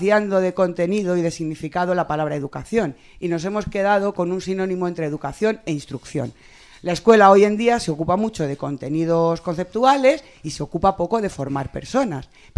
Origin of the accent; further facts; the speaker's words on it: Móstoles, Community of Madrid, Spain; y también soy de Móstoles.